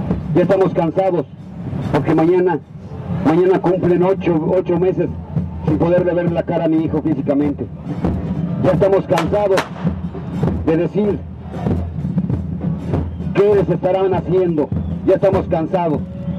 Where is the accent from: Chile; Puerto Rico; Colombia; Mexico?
Mexico; now in Argentina; Ese es el coraje que nos da a nosotros como mexicanos. Lo que vamos descubriendo aquí en Argentina.